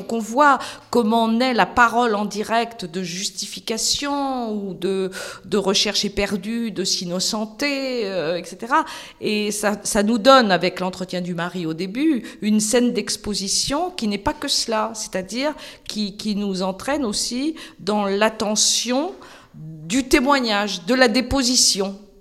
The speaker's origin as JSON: {"language": "French", "town": "Nantes", "region": "Pays de la Loire", "country": "France", "said": "moi, je suis nantaise"}